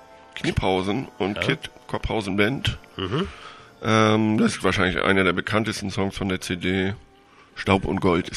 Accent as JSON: {"language": "German", "region": "Hamburg", "country": "Germany", "tie": "born or raised there", "said": "ich war vor kurzem in meiner Heimatstadt in Hamburg"}